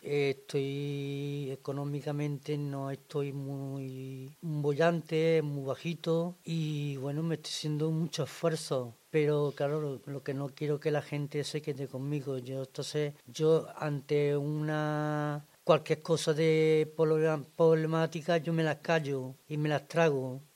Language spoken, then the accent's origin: Spanish; Córdoba, Andalusia, Spain; now in Zaragoza, Spain; Bueno, yo soy de Córdoba, del sur, Córdoba.